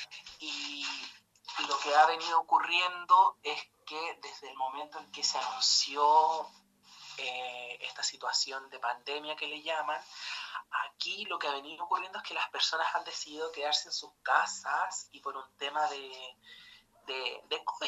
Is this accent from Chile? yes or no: yes; Illapel, Coquimbo, Chile; moved away as an adult; yo en estos momentos, y desde fines de marzo, me encuentro viviendo en Illapel, que es el pueblo donde yo nací, donde tengo a mi familia y me he criado, y me crié muchos años de mi vida